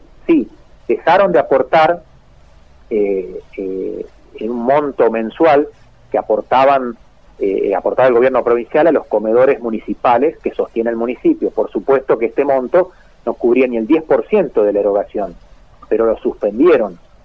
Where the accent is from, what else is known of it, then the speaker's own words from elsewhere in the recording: Carcarañá, Santa Fe, Argentina; nos pasan a los carcaranienses, que en este caso también somos santafesinos